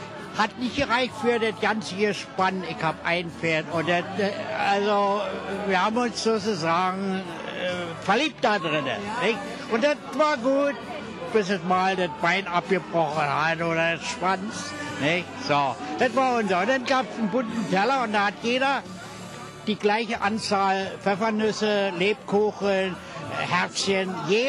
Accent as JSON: {"language": "German", "region": "Berlin", "country": "Germany", "tie": "born there", "said": "Ich bin ja in Berlin geboren, in Neukölln, Rixdorf."}